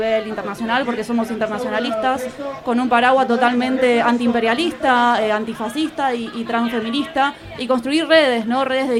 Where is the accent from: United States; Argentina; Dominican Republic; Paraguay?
Argentina; now in Spain; hacemos asambleas haciendo balances políticos de lo que sucede en Argentina, pero también apoyamos las causas que pasan aquí en el Estado español, porque vivimos aquí